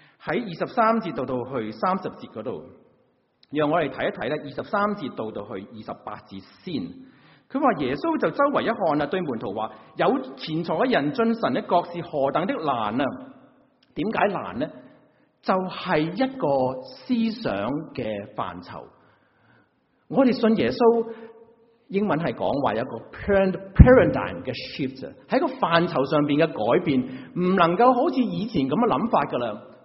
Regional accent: China; 我们中国人有很多时候会跟人家

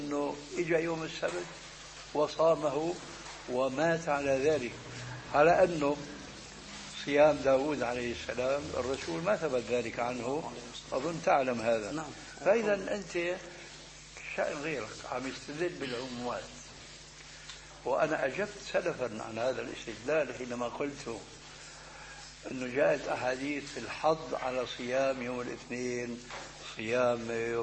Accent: Syria; كما يقولون عندنا في الشام بدنا نشطح

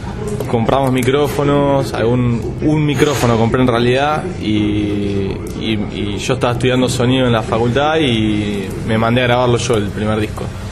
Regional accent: Temperley, Buenos Aires Province, Argentina; Somos tres hermanos de Temperley, una provincia del sur de la capital.

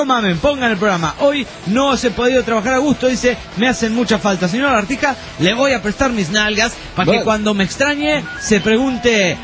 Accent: Argentina; y soy de Argentina.

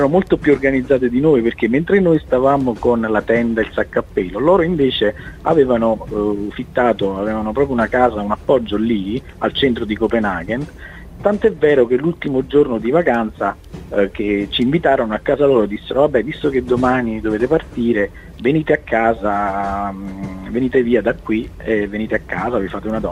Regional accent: Caserta, Campania, Italy; Invece guardi, io sono di Caserta, se lei vede, cioè, il giornale di cronaca qua

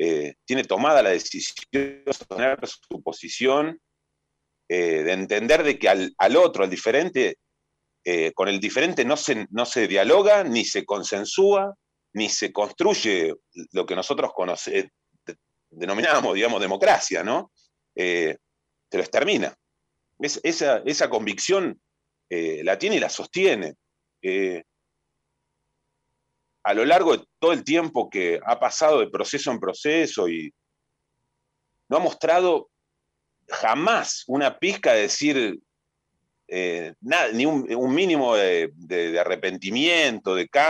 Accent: Argentina; la reparación que nos merecemos como argentinos y argentinas, como sociedad

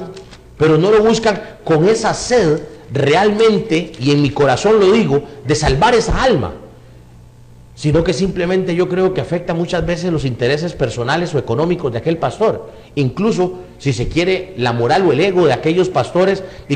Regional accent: Costa Rica; Y usted aquí en Costa Rica, que es mi patria, donde yo precisamente veo mi pueblo que está pereciendo por falta de ese conocimiento.

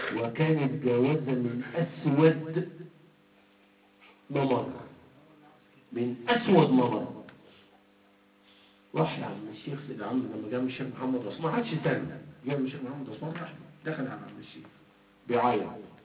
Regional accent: Egypt; يعني انا من مصر اهو

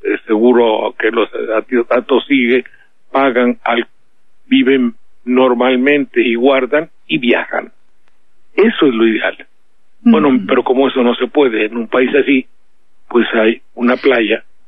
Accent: Mexico; Pues soy de México.

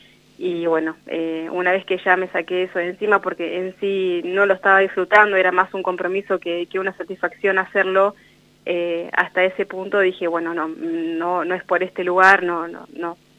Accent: General Belgrano, La Pampa, Argentina; Yo vengo de General Belgrano

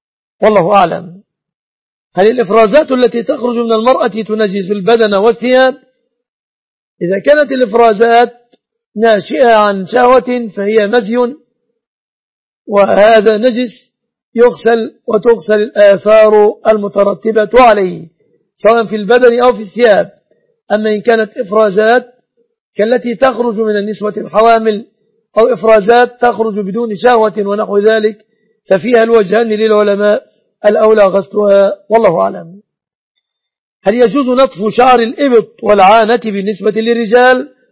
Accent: Egypt; أن يسلم بلادنا مصر من كل الفتن

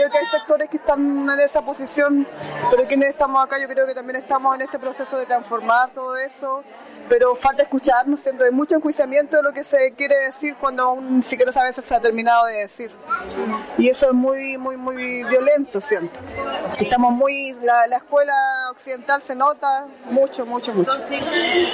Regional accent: Temuco, Araucanía, Chile; de Temuco, pero también mi procedencia es de una comunidad que queda al interior de la comuna de Freire, de cercano a Temuco. Vivo en los dos lugares.

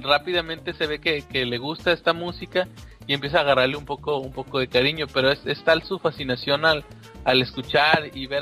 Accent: Mexico; canciones que pues nosotros como mexicanos conocemos súper bien

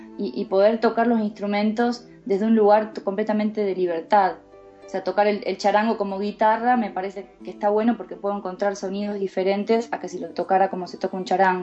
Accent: Santa Rosa, La Pampa, Argentina; cuando yo tenía 11 años, con mi familia nos mudamos a Santa Rosa, La Pampa, que ahí es donde me hice, digamos, más la que soy hoy, y ahí es donde empecé a estudiar música

